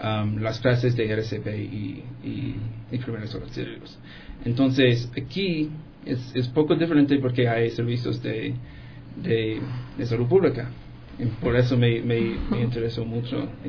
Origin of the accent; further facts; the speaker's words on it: Illinois, United States; Pues yo soy de los Estados Unidos, del estado de Illinois, donde quiere la ciudad grande, Chicago, si no conoces de los estados.